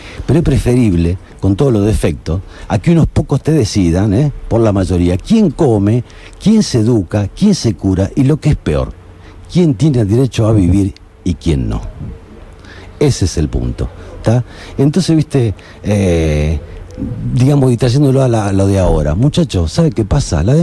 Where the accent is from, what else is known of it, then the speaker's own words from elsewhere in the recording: Argentina; ¿viste cómo somos de Argentina?